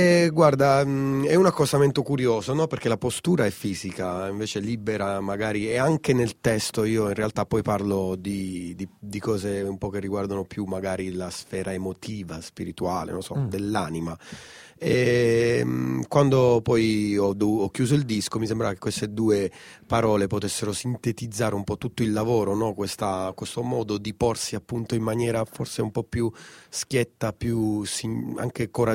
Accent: Pescara, Abruzzo, Italy; io sono nato lì ma ho vissuto a Pescara, sono cresciuto a Pescara.

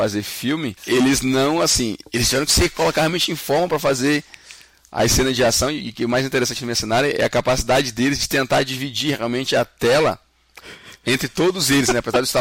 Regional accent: Rio Grande do Norte, Brazil; born there; also born or lived in Northeast Brazil / Fortaleza; eu sou nascido no Rio Grande do Norte, mas por coincidência foi onde eu menos morei na minha vida. O meu pai era militar, então a gente se mudava bastante de cidade em cidade. Eu morei bastante no Nordeste como um todo. E eu terminei em Fortaleza.

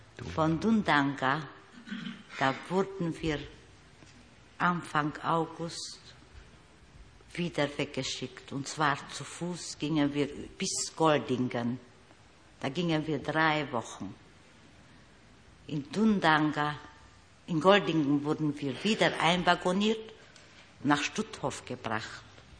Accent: Bistrița, Bistrița-Năsăud, Romania; Bistritz, in meiner Heimatstadt.

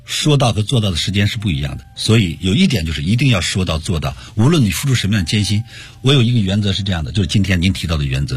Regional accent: Cangzhou, Hebei, China; born there; 那我出生在中国河北的沧州，当过兵啊，又是军人。

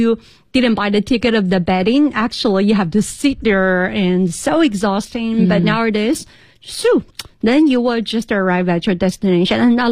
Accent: Chengdu, Sichuan, China; English is a second language; now in Beijing, China; from Chengdu, my hometown, to Beijing

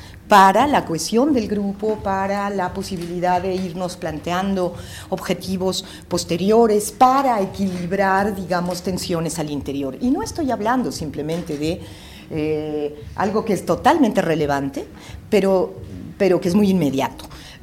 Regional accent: Mexico; also born or lived in Bolivia; Yo viví en Bolivia muchos años, soy mexicana

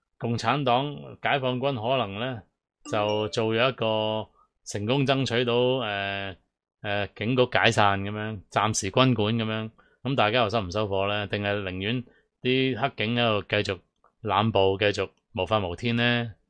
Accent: Hong Kong; 即係起碼我哋香港人要做呢啲嘢咯

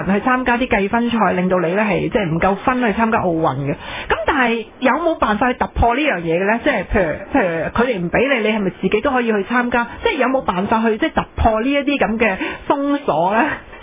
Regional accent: Hong Kong; 咁我哋作為香港人，其實都以你為榮嘅

